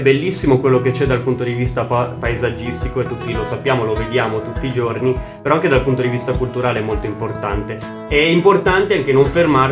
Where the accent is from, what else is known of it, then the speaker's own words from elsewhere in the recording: Erba, Lombardy, Italy; Principalmente noi siamo di Erba, ma molti nostri collaboratori sono anche delle zone di Lecco e Como.